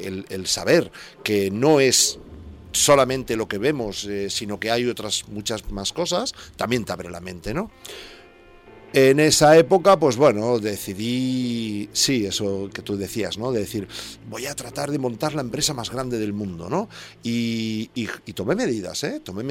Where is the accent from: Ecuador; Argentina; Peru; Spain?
Spain; Santa Coloma de Gramenet, Catalonia; organicé el primer festival de rock folk blues de Santa Coloma de Gramenet, de mi pueblo